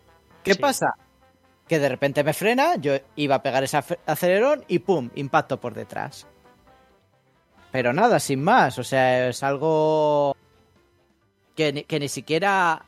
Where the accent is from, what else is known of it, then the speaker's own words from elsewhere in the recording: Spain; pero yo soy español